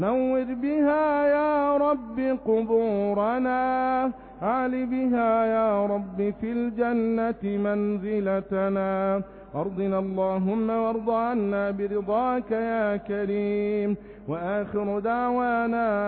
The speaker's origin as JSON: {"language": "Arabic", "country": "Egypt", "said": "اللهم ربنا احفظ بلدنا مصر بحفظك"}